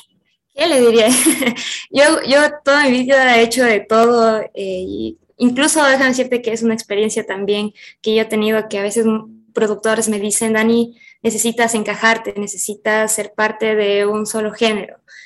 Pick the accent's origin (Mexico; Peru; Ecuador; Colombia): Ecuador; Catamayo, Loja; yo vengo de Catamayo, gente cálida, alegre